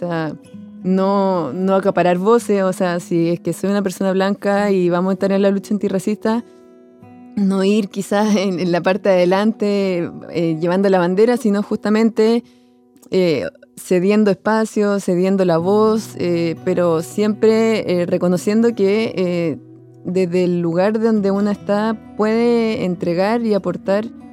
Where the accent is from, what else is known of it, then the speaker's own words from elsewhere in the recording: Chile; yo que provengo de Chile y que yo, bueno, he trabajado mucho en territorio mapuche, en Gualmapu, y que, bueno, y yo soy chilena